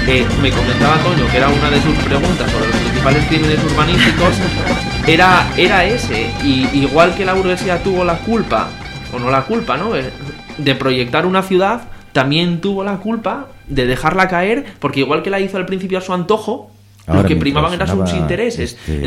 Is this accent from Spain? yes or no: yes; Asturias, Spain; yo soy del barrio de la Arena